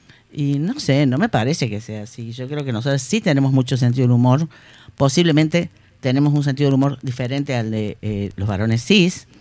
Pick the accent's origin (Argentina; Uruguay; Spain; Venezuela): Argentina; Córdoba; No, sabes que yo soy cordobesa